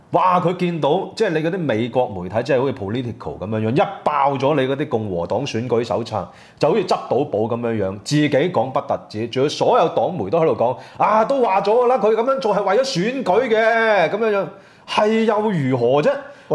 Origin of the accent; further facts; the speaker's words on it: Hong Kong; 我哋香港人咧就醒覺得好早嘅。